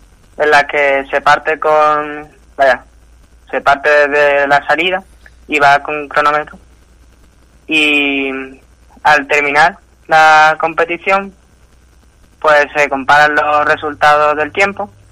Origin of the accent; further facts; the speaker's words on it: Andalusia, Spain; Pues es un orgullo representar a mi tierra Andalucía